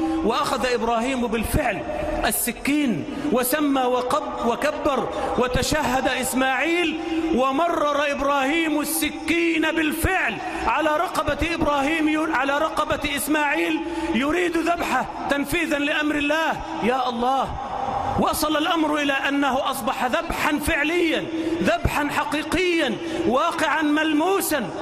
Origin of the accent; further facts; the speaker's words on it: Egypt; اللهم اجعل بلدنا مصر آمنة مطمئنة